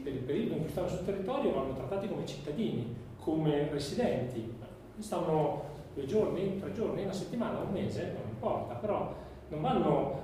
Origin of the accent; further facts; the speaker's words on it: Trento, Trentino-Alto Adige, Italy; io sono di Trento, io sono andato a vedere il castello del Buon Consiglio alle elementari